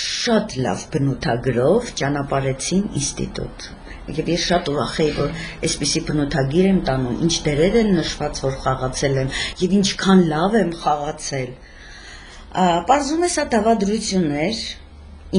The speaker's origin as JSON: {"language": "Armenian", "town": "Gyumri", "region": "Shirak", "country": "Armenia", "tie": "born or raised there", "said": "Միշտ Գյումրիում եմ եղել, ծնվել եմ Գյումրիում, ապրել եմ եւ ապրում եմ Գյումրիում։"}